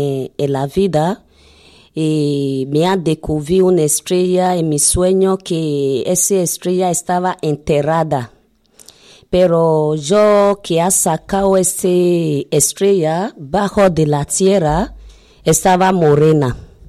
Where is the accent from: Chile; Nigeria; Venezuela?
Nigeria; now in Bilbao, Spain; Yo, nigeriana.